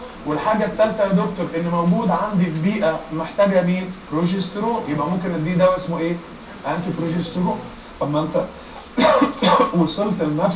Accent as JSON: {"language": "Arabic", "country": "Egypt", "said": "بس احنا كمصريين ما سكتناش"}